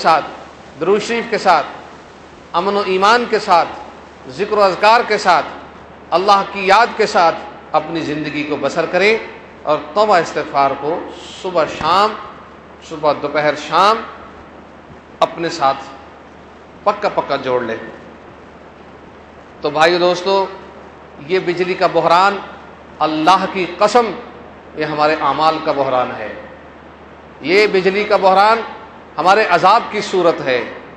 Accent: Lahore, Punjab, Pakistan; میں بھی لاہوری ہوں, مجھے بھی اصلاح کی ضرورت ہے, اور جتنے بھی لاہوری ہیں انہیں سب اصلاح کی ضرورت ہے

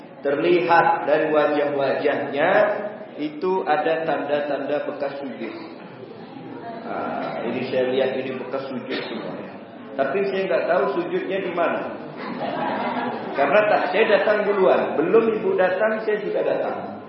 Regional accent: Pontianak, West Kalimantan, Indonesia; Saya dari Pontianak. Pontianak Palembang itu mirip-mirip sedikit lah.

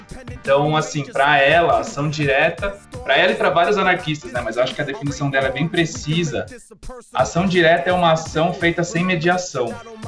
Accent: São Paulo, Brazil; eu sou de São Paulo

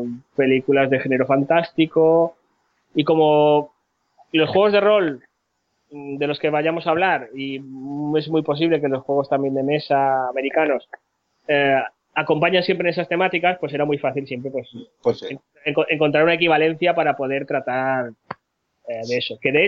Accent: Palma, Balearic Islands, Spain; now in Barcelona, Spain; Yo, aunque soy de Palma, ahora estoy viviendo en Barcelona.

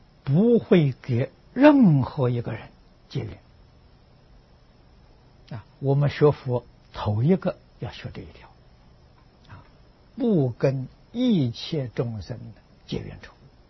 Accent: China; 我们中国人所谓的吧，爱人者人恒爱之啊

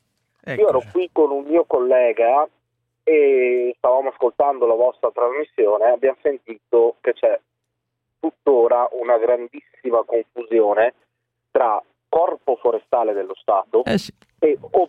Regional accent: Basilicata, Italy; pur abitando io in Veneto, sono originario della Basilicata

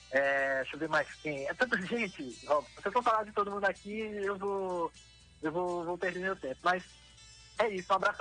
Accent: Fronteiras, Piauí, Brazil; eu não sou nascido em Fronteiras, né? Eu fui interagindo, mas me mudei pra cá pra Fronteiras quando pequeno.

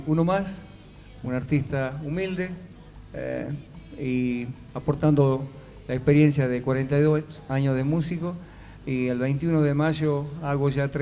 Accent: General Mosconi, Salta, Argentina; born there; En Mosconi.

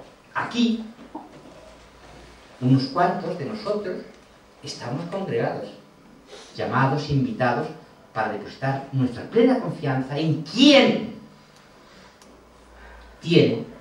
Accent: Castilla-La Mancha, Spain; born there; un horizonte plano como las tierras de la Mancha donde yo nací

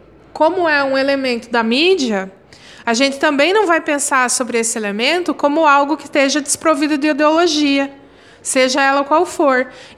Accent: Paraná, Brazil; Eu sou paranaense, eu falo assim.

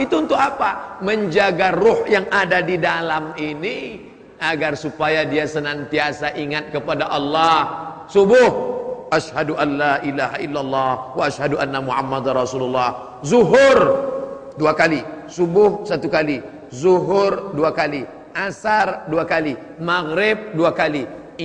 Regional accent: Sumatra, Indonesia; born there; saya dilahirkan di Pulau Sumatera menjadi orang Melayu, orang tua saya Muslim, bapak saya Muslim, mak saya Muslimah, tinggal di negeri Muslim.

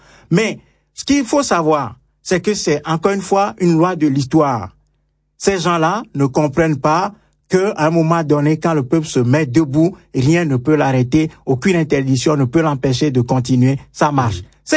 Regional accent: Togo; Nous sommes des Togolais à l'étranger, nous souffrons, hein, le martyr.

